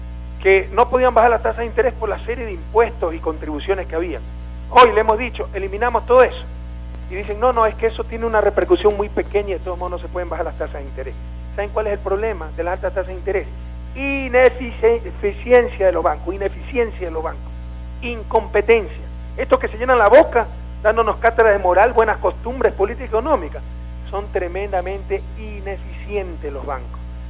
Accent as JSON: {"language": "Spanish", "town": "Guayaquil", "region": "Guayas", "country": "Ecuador", "lives_now": "Alausí, Ecuador", "said": "Yo llevo 3 años, 4 años viviendo aquí, soy de Guayaquil."}